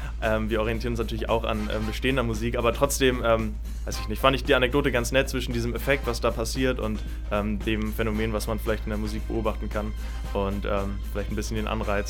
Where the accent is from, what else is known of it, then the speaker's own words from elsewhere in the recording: Kiel, Schleswig-Holstein, Germany; Wir kommen aus Kiel, wir haben unsere erste Single released.